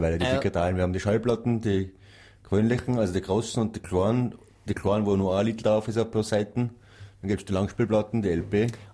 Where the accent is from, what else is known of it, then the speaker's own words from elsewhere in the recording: Kastelruth, South Tyrol, Italy; Ja, wir sind alle gemeinsam in Kastrot aufgewachsen auf der Seiseralm.